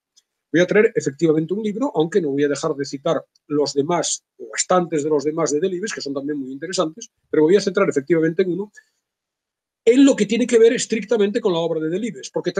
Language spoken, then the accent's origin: Spanish; Vigo, Galicia, Spain; now in Salamanca, Spain; Yo soy de Vigo, obviamente me desenvuelvo en mi vida profesional en Salamanca, vivo aquí